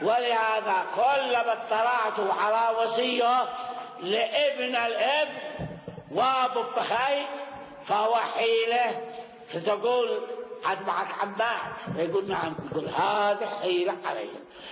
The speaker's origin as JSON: {"language": "Arabic", "country": "Yemen", "said": "وأما عندنا في اليمن فمعنى شيء ثاني، يتحيل بالورث."}